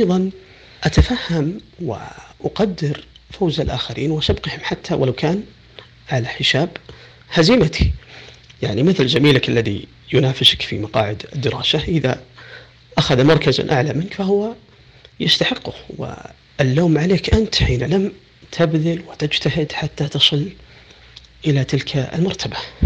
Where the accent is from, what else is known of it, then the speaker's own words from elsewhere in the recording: Saudi Arabia; بصفتي مواطن سعودي عربي مسلم